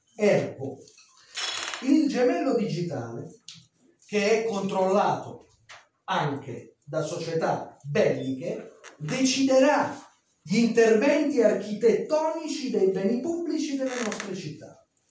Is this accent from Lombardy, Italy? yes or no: no; Naples, Campania, Italy; now in Bologna, Italy; io sono napoletano, anche se vivo a Bologna, quindi quando sono andato a Napoli per me è una questione personale.